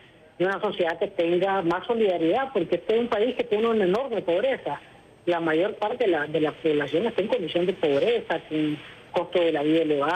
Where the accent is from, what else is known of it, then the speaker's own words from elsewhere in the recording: Nicaragua; Yo veo con esperanza el hecho de que podamos nosotros como nicaragüenses enfrentar este momento difícil y salir adelante